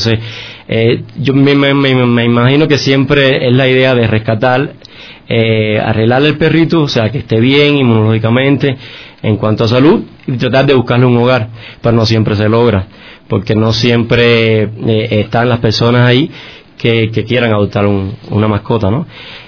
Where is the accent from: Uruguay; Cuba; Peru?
Cuba; yo desde niño, bueno, nací, yo soy cubano, ¿no? Y nací en un campo, en una finca, donde mi familia tenía muchas variedades de especies, ¿no?